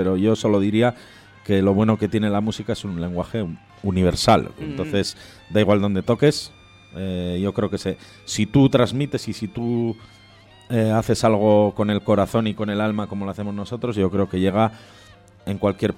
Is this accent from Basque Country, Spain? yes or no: yes; Bilbao, Basque Country, Spain; Es un teatro increíble donde, como buenos bilbaínos, pues siempre hemos soñado y hemos tenido en el punto de mira.